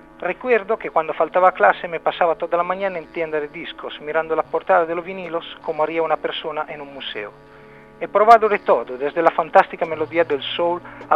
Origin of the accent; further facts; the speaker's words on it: Rimini, Emilia-Romagna, Italy; En Rimini, mi ciudad natal.